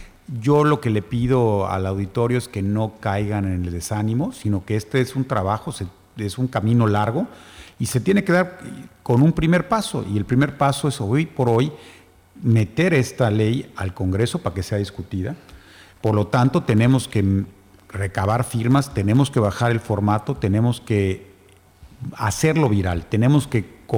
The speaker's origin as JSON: {"language": "Spanish", "country": "Mexico", "said": "este descontento que tenemos como mexicanos"}